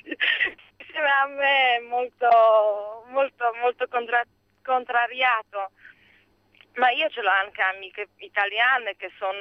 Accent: Poland; Italian is a second language; Io sono polacca, sì.

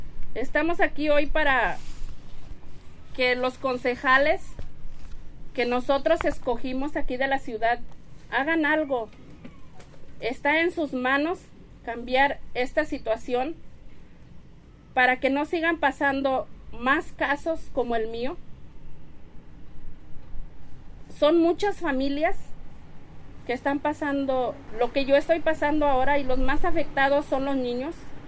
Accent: Santa Ana, California, United States; porque yo soy de Santana y desgraciadamente acá las rentas están muy caras, no hay un control de renta y me están obligando a irme de Santana, y no me quiero ir de Santana.

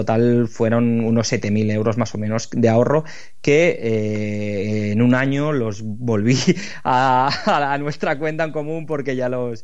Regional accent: Lleida, Catalonia, Spain; no conozco a nadie de Madrid, yo soy de Lleida

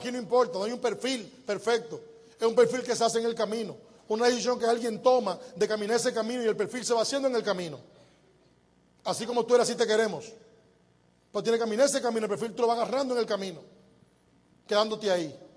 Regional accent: Dominican Republic; Yo soy dominicano para siempre.

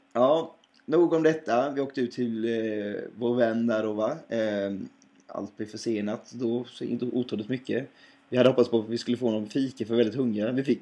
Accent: Hetsryd, Sweden; jag är från Hetsryd, men min mor kommer från Applehult.

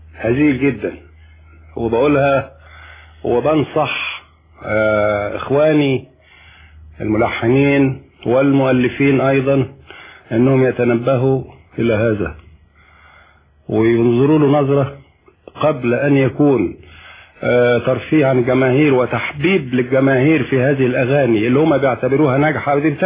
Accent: Mansoura, Dakahlia, Egypt; عندنا في المنصورة

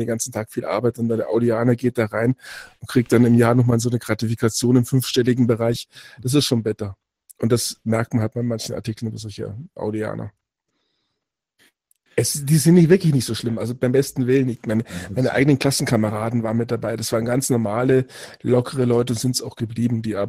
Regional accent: Ingolstadt, Bavaria, Germany; ich komme aus Ingolstadt und ich kenne Audianer.

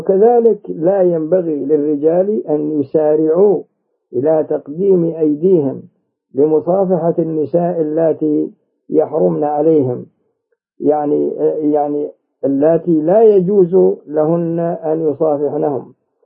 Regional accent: Saudi Arabia; كما هو موجود عندنا في المملكة العربية السعودية

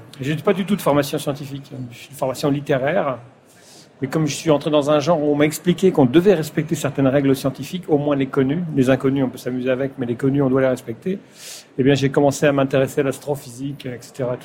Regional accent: Pays de la Loire, France; born there; first language patois; French is a second language; je suis né en Vendée, ce qui explique aussi le séminaire. Et la langue, le patois, j'ai parlé patois jusqu'à l'âge de 10 ans, effectivement, et à l'école, j'ai appris le français.

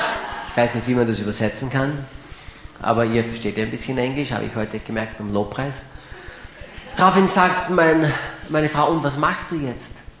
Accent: Graz, Styria, Austria; Steirer bleiben gesund, nicht wahr? Ich bin ja ein Grazer. Steirer sind gesund.

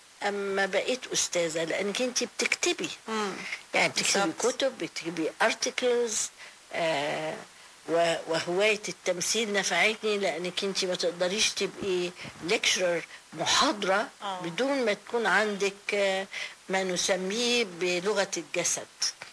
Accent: Tanta, Gharbia, Egypt; انا نشأت في طنطا لان بابايا كان دكتور فدخلت الروضة في روضة طنطا

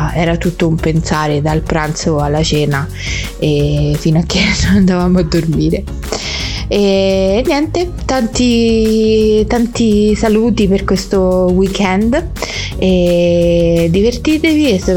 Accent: Monterotondo, Lazio, Italy; all'interno del centro storico di Monterotondo, del mio paese

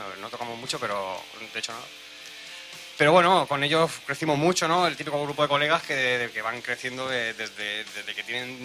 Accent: Sant Feliu de Llobregat, Catalonia, Spain; yo provengo de un grupo de San Feliu, yo soy de San Feliu de Llobregat.

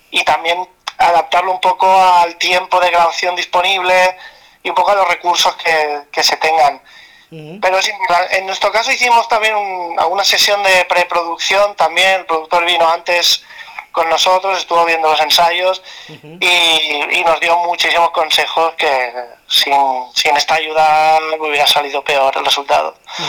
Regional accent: Barcelona, Catalonia, Spain; nosotros somos de Barcelona, uh-huh. Del área metropolitana más o menos

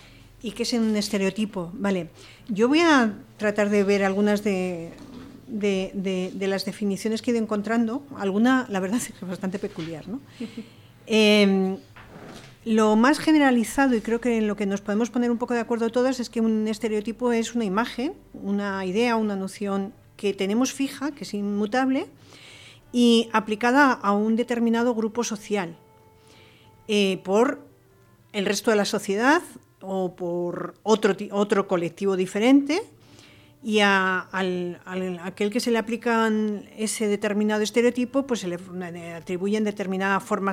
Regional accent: Madrid, Community of Madrid, Spain; moved away; Yo soy madrileña, llevo aquí muchísimos años

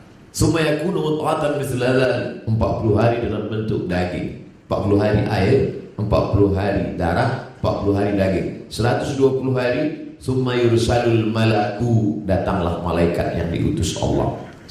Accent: Sumatra, Indonesia; saya sebagai orang Melayu dari Pulau Sumatera

